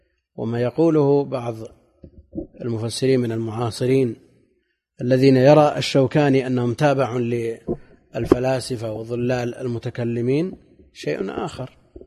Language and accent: Arabic; Najd, Saudi Arabia; وعندنا في نجد شدة الحر ولا أمطار